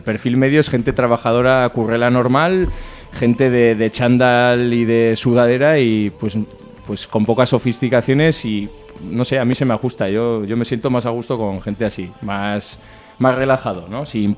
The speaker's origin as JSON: {"language": "Spanish", "town": "Barañáin", "region": "Navarre", "country": "Spain", "lives_now": "Sarriguren, Spain", "said": "Yo ahora estoy viviendo Sarriguren, aunque soy de Barañáin"}